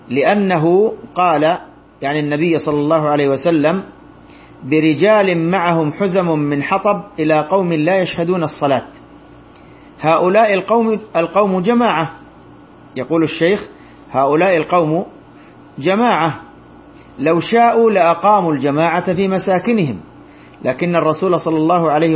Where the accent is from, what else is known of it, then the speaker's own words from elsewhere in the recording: Saudi Arabia; وهذا ما عليه فتوى اللجنة الدائمة عندنا بالمملكة العربية السعودية